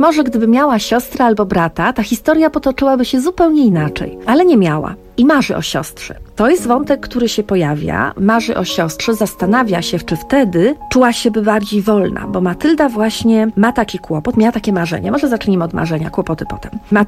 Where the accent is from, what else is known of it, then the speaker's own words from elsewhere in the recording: Gdańsk, Pomeranian Voivodeship, Poland; Ja jestem z Gdańska i od urodzenia mieszkam w Gdańsku, więc moim takim miejscem jest plaża.